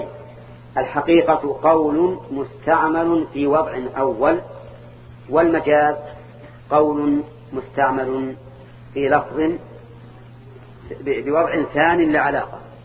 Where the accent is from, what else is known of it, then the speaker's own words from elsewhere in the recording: Al-Qassim, Saudi Arabia; أولاد علي أظن كنا عندنا في القصيم